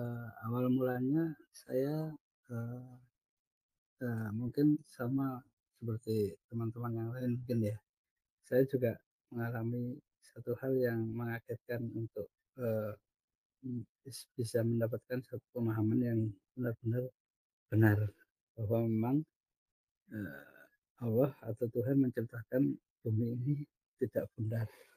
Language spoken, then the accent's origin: Indonesian; Surabaya, East Java, Indonesia; Ya, salam kenal Bapak, rekan-rekan sekalian, saya dari Surabaya.